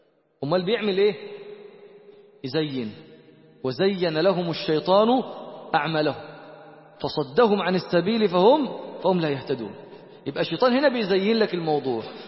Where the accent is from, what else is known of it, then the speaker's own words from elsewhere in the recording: Egypt; من وين أنت؟ بيقول لي. قلت له أنا من مصر. قال لي من مصر.